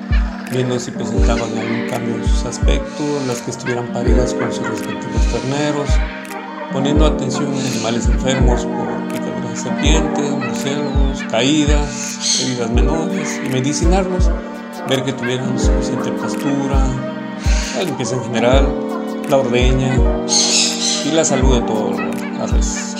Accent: San Juan Colorado, Oaxaca, Mexico; first language Mixtec; Spanish is a second language; un placer saludarles desde la costa chica oaxaqueña. … originario del pueblo de San Juan Colorado, del distrito de Jamitepec, donde nuestra lengua materna es el mixteco.

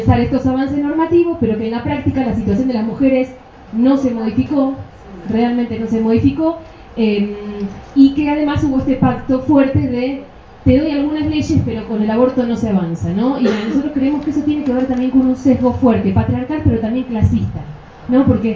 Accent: Argentina; por los cuales conserva su salud el movimiento de mujeres y su radicalidad en mi país. El primero es los encuentros nacionales de mujeres. No se puede hablar de movimiento de mujeres en Argentina sin eso.

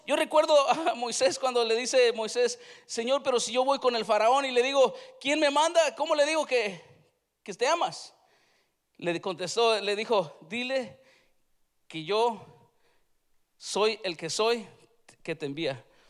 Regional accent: Mexico; Nosotros, los que somos de México, nos quedamos bien, bien picudos porque tenemos la rosa

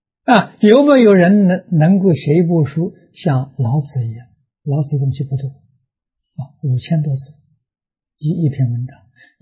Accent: Tongcheng, Anhui, China; 小时候在农村，我们家乡这个农村是中国有名桐城派的发源地。

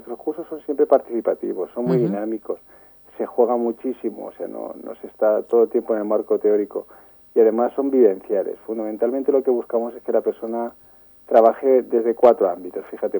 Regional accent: Talavera de la Reina, Castilla-La Mancha, Spain; Y siendo como soy de Talavera, era inevitable pues colaborar

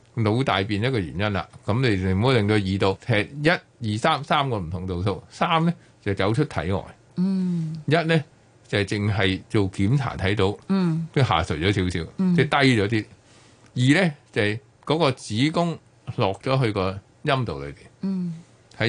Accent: China; 咁我哋中国人好兴踎噶啦

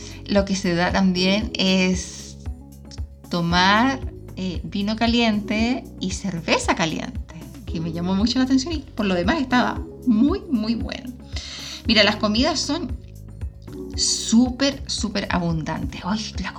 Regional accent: Magallanes, Chile; Por suerte que soy magallánica, por si no me muero.

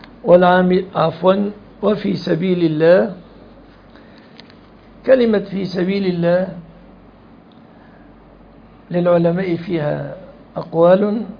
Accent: Egypt; كما يحدث في الزواجات في بلادنا مصر

